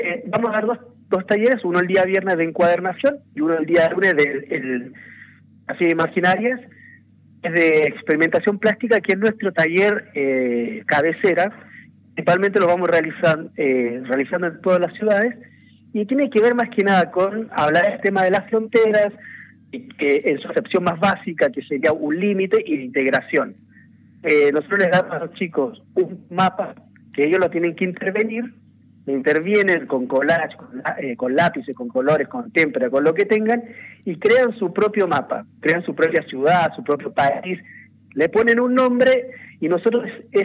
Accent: Santiago, Santiago Metropolitan Region, Chile; moved away as an adult; now in Argentina; Yo soy de Santiago, Chile

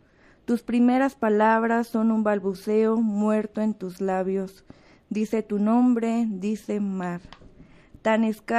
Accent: Mexico; now in Guadalajara, Mexico; somos 10 mujeres mexicanas, igual que residimos en Guadalajara.

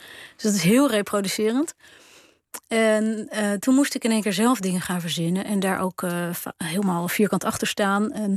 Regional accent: Haarlem, North Holland, Netherlands; born there; Ik ben geboren in Haarlem. Ik heb toen een uitstapje in Frankrijk gemaakt. Een paar maanden. En toen in Delft.

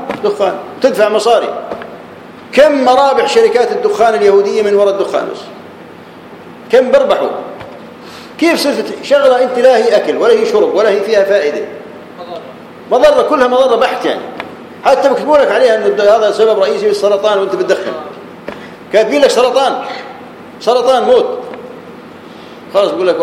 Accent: Jordan; كانوا عندنا في الاردن في الميناء من العقبه

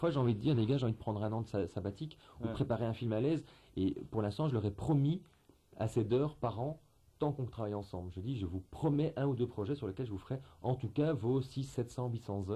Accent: Belgium; Et j'en ai parfois marre de devoir me justifier, de dire je suis belge, ou je suis flamand, ou je suis wallon, ou je suis bruxellois. Voilà, je suis un mélange de tout ça

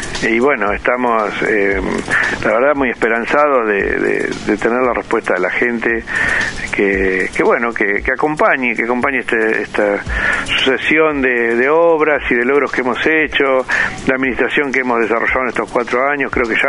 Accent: Alvear, Argentina; Yo, cuando era chico, en Alvear corríamos atrás del regador, nos mojábamos con la bicicleta, viste, cuando éramos pibes.

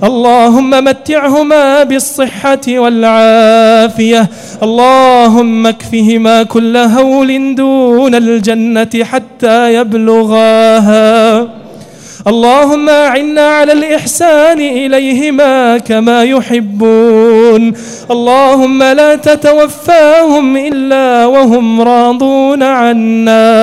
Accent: Kuwait; اللهم اجعل بلدنا الكويت آمنة مطمئنة

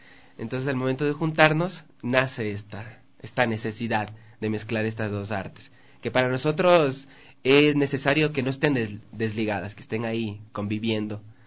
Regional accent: Manabí, Ecuador; now in Quito, Ecuador; Ambos somos de Manabí, pero trabajamos, ya vivimos mucho tiempo en Quito y hemos hecho estudios acá también y nos desenvolvemos en la ciudad de Quito.

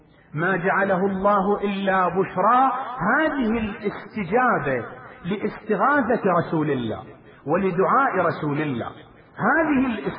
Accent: Iraq; وبلاؤنا نحن أبناء العراق

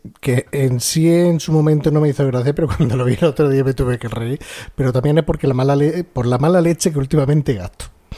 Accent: Spain; los americanos piensan que los españoles somos mexicanos

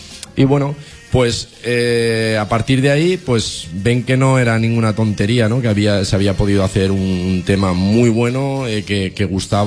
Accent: Valencia, Valencian Community, Spain; born there; Bueno, pues mira, nací aquí en Valencia, de una familia humilde y de padres carniceros

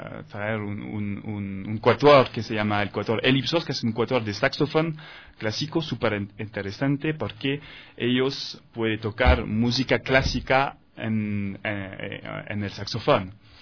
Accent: France; Spanish is a second language; promover la cultura ecuatoriana en mi país, en Francia, en París y otras ciudades de Francia.

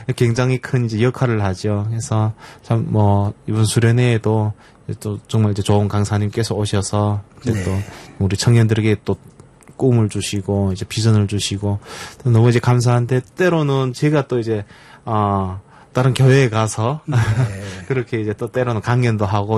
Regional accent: North Korea; 저를 포함해 그 우리 그 북한에서 온 영혼 그 친구들이

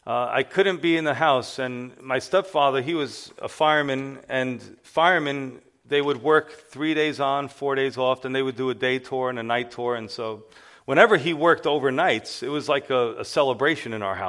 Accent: Yonkers, New York, United States; born there; And so I was born right here in Yonkers, New York, on October 13th, 1975.

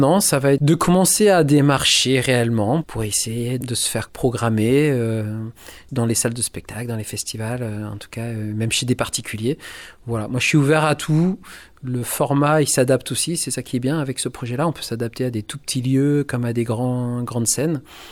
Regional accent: Australia; also born or lived in Colombia; je suis né en Colombie. Et voilà, j'étais adopté par une famille française, mais qui travaillait en Australie. Donc, je suis parti en Australie très tôt. J'ai grandi là-bas.

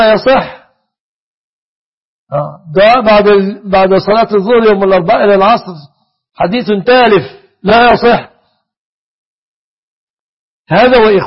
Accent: Egypt

